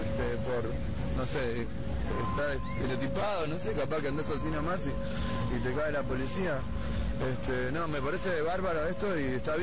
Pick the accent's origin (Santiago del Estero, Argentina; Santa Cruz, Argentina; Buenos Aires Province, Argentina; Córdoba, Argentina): Santa Cruz, Argentina; Río Gallegos; De Río Gallegos.